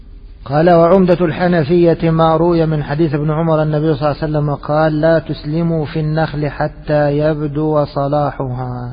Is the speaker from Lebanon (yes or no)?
no; Egypt; يعني مثلا خلينا نضرب مثال عندنا في مصر، السلم في الرز